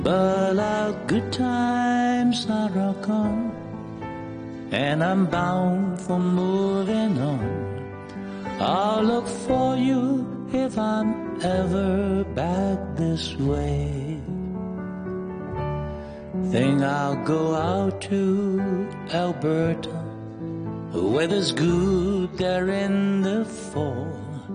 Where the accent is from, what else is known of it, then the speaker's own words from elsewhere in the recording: Hong Kong; 係我哋香港人或者中國人咧最重要最重要嘅嚇時刻嚟